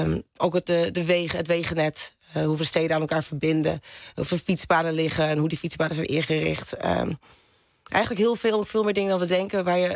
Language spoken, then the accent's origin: Dutch; North Holland, Netherlands; Ja, ik ben ook een Noord-Hollander.